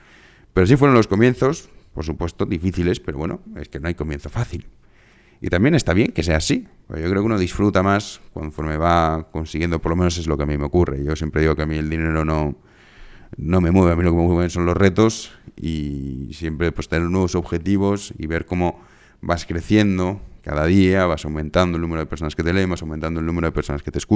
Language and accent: Spanish; Spain; yo la verdad es que me siento muy, muy a gusto siendo español, me siento privilegiado. Yo he tenido la suerte de vivir en otros países, conozco otros tantos, tampoco conozco todos los que me gustaría. Pero yo no cambiaría mi lugar de nacimiento.